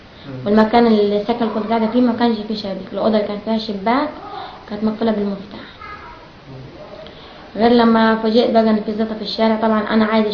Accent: Sahel Selim, Asyut Governorate, Egypt; من اسيوط مركز ساحل سليم قريه الشيخ شحاته. انا مشيت من البلد يوم 15/9.

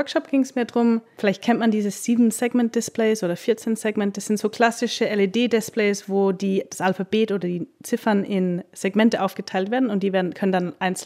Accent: England, United Kingdom; also born or lived in Austria; now in Berlin, Germany; Genau, ich bin in England aufgewachsen und dann nach Österreich und jetzt seit 2 Jahren in Berlin.

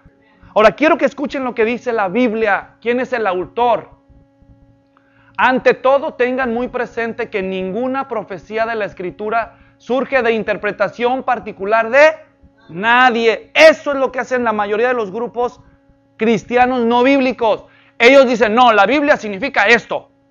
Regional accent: Mexico; now in United States; crecimos juntos en México. Él primero se graduó como licenciado en letras en la Universidad de Guadalajara, allá donde yo mismo estudié.

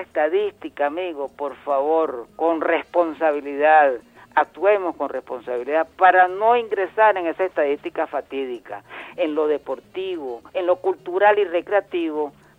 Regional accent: Venezuela; como venezolanos y hermanos que somos.

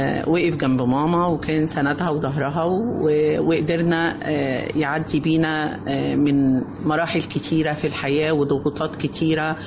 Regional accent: Cairo, Cairo Governorate, Egypt; يعني أنا من القاهرة

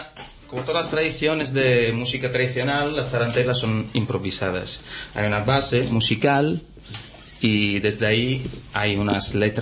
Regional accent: Calabria, Italy; Soy de Calabria, soy de las montañas del Pollino.

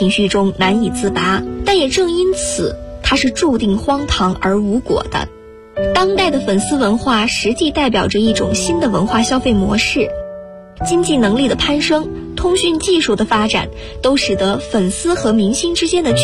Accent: Guangzhou, Guangdong, China; now in Nanjing, China; 来自广东广州，我在南京大学，距离我的家乡1367公里。

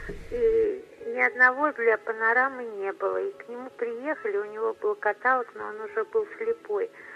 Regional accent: Moscow, Russia; я коренная москвичка

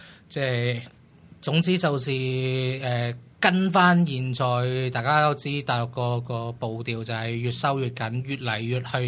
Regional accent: Hong Kong; 因為有啲對我哋香港人嘅

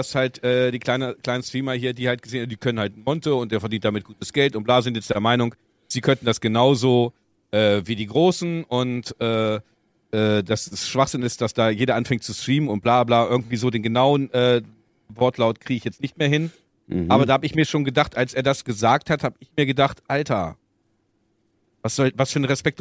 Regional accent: Göttingen, Lower Saxony, Germany; ich komme ja aus Göttingen, da ist halt Upal oben. Also auf jeden Fall, Upal hat eine Einwohnerzahl von 500 Personen.

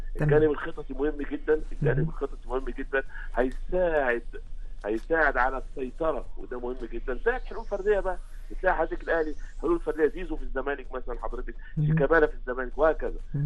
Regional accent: Egypt; هو عندنا في مصر، هو عندنا المقوله دي في مصر

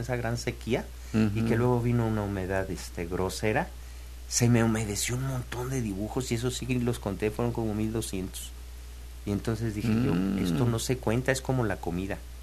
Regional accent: Tlalnelhuayocan, Veracruz, Mexico; Yo como vengo de lejos, vengo desde Tlanehuayoca, ¿no? Aquí como a media hora.

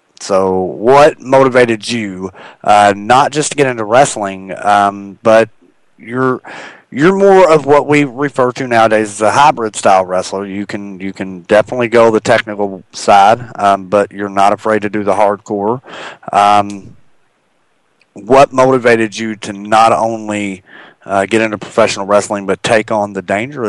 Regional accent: Louisville, Kentucky, United States; I think I was lucky growing up, because I grew up in the heart of Louisville, Kentucky.

